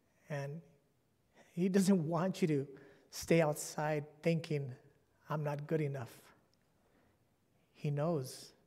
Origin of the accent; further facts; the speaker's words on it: California, United States; And I'm from California.